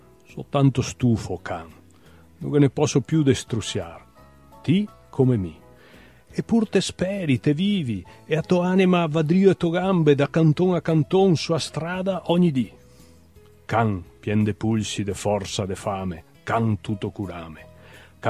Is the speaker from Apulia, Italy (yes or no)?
no; Treviso, Veneto, Italy; born there; sono nato a Treviso, nel lontano, più o meno lontano, 55